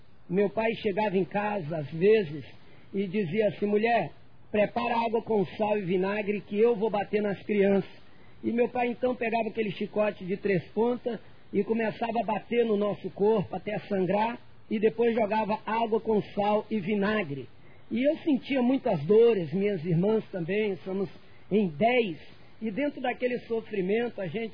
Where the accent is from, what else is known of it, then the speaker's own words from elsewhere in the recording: Rio de Janeiro, Brazil; Eu sou natural do Rio de Janeiro … eu sou de uma família pobre lá do Rio de Janeiro, da Baixada Fluminense